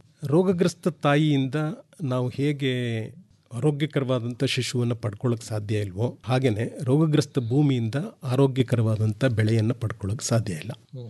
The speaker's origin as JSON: {"language": "Kannada", "town": "Hole Narasipura", "region": "Karnataka", "country": "India", "tie": "born or raised there", "said": "ಸ್ವಯಂ ನಿವೃತ್ತಿಯನ್ನು ಪಡ್ಕೊಂಡು ಹೊಳೆ ನರಸೀಪುರಕ್ಕೆ ಬಂದೆ. ಅದು ನನ್ನ ಸ್ವಂತ ಊರು."}